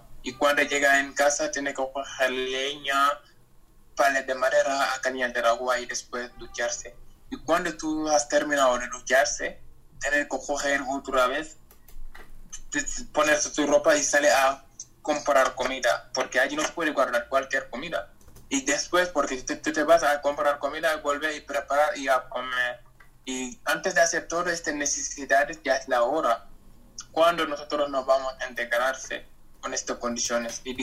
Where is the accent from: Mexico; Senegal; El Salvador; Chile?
Senegal; de Senegal